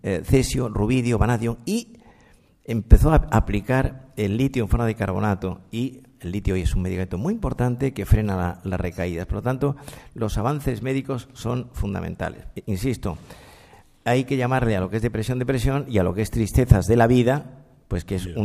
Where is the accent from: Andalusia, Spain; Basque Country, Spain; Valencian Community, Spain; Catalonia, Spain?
Andalusia, Spain; Granada; now in Madrid, Spain; yo soy andaluz, soy granadino, que llevo en Madrid media vida